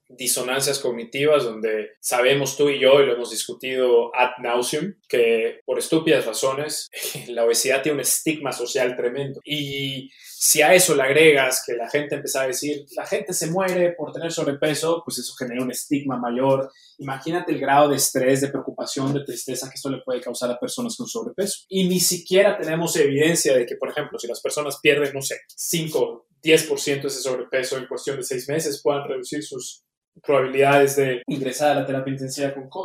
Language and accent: Spanish; Mexico; Yo nací y crecí en México.